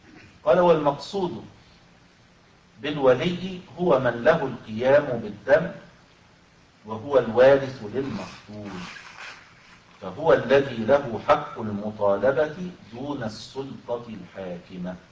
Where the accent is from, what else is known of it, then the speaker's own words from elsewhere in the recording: Egypt; يحصل هذا أحيانا في الصعيد عندنا في مصر مثلا